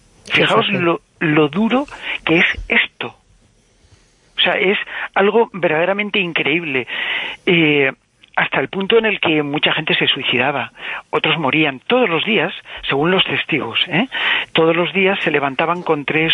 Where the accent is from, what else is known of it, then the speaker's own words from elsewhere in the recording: Alicante, Valencian Community, Spain; yo soy de Alicante y mi familia, por parte de padre, viene de esa ciudad, de Albatera.